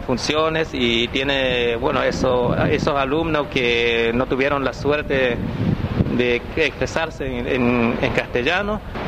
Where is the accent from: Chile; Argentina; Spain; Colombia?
Argentina; Misión Nueva Pompeya, Chaco; Spanish is a second language; soy de Misión Nueva Pompeya